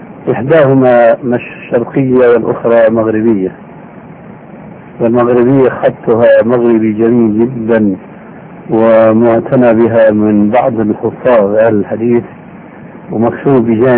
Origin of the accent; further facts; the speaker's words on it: Syria; كما يقولون عندنا بالشام كل من يغني على ليله